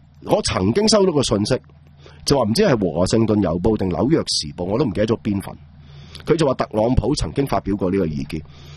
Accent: Hong Kong; 对我哋香港人嚟讲

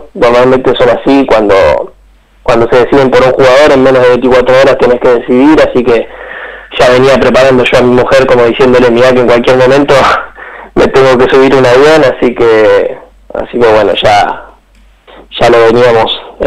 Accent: Argentina; En este plantel nos toca, somos 8 argentinos

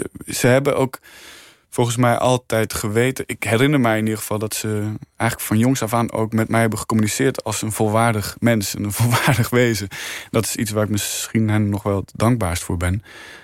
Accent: Arnhem, Gelderland, Netherlands; Ik groeide op in Arnhem. Ik was in Arnhem. Opgegroeid in Arnhem. Opgevoed door twee fantastische ouders in een heel liefdevolle omgeving.

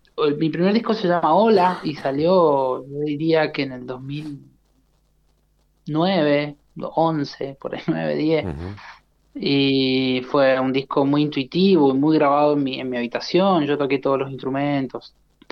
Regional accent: San José, Mendoza, Argentina; Yo soy de acá de Mendoza, sí, nací en San José, estudié la carrera de producción musical en la provincia de San Luis.

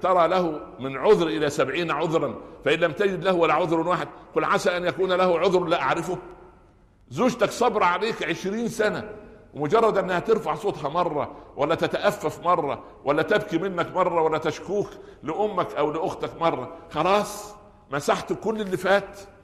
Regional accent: Upper Egypt, Egypt; ها عندنا في الصعيد يقولوا ايه؟

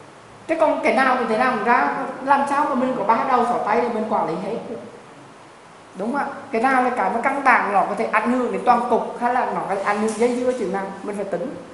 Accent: Da Nang, Vietnam; Và tôi ở biển, tôi là người Đà Nẵng cho nên tôi rất mê cái gọi là hải đăng.

